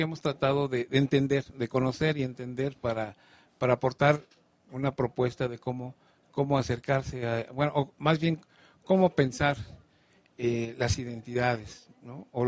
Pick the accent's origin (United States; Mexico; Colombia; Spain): Mexico; Morelos; Me siento bien privilegiado de haber venido a Morelos, es mi tierra, mi casa